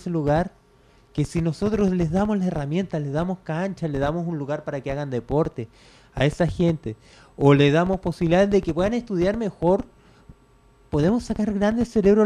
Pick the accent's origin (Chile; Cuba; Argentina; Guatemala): Chile; porque de mi forma como chileno, te digo, estás despedido